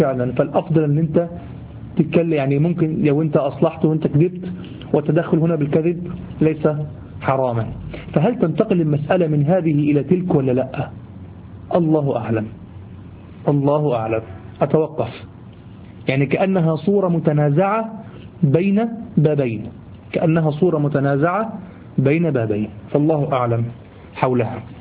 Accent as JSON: {"language": "Arabic", "country": "Egypt", "said": "دي دايمين لغوة عندنا في لساننا كمصريين"}